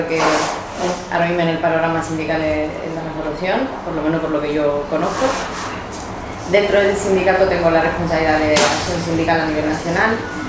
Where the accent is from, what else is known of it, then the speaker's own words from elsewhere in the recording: Italy; Spanish is a second language; now in Spain; bueno, soy italiana, pero llevo aquí 18 años.